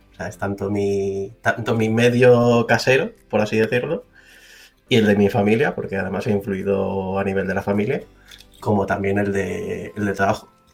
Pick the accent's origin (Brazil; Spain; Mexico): Spain; Balearic Islands; ahora mismo vivo en Mallorca, que es mi tierra natal desde hace ya bastantes años también. O sea, ya tengo 30 años